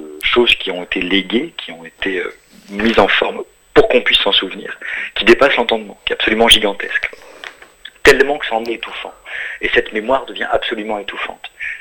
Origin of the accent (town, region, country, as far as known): France; born there